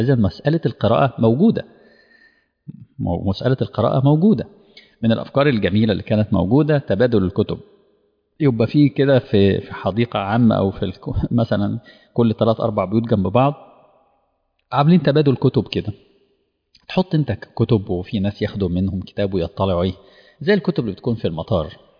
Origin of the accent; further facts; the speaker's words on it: Egypt; احنا عندنا في مصر كان مشروع مشهور جدا للقراءة للجميع